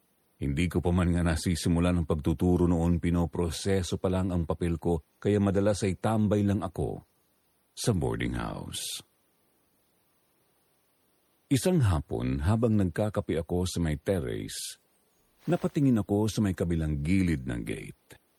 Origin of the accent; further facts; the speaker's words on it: Mimaropa, Philippines; 36 anyos na ngayon, tubong Palawan.